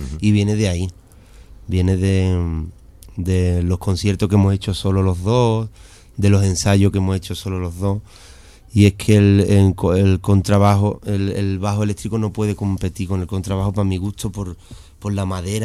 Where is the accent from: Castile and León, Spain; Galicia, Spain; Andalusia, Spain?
Andalusia, Spain; Seville; me siento muy andaluz y muy sevillano de mi tierra, por supuesto.